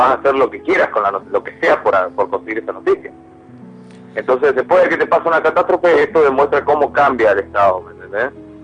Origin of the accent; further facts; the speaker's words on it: Argentina; si yo soy argentino, quiero algo de los Pumas